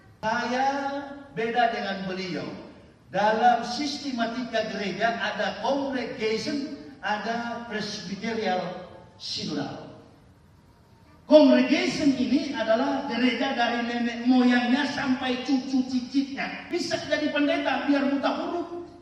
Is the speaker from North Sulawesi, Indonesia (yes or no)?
yes; Manado, North Sulawesi, Indonesia; Tidak mudah kami orang Manado bisa menembus yang namanya gerbang hidayah